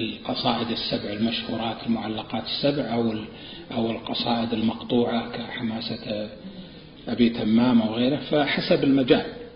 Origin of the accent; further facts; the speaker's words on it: Najd, Saudi Arabia; مثل عندنا في نجد المستعملة